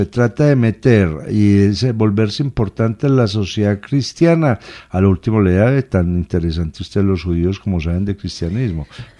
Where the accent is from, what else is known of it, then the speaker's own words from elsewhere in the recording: Medellín, Antioquia, Colombia; Yo soy de Medellín, y me voy para allá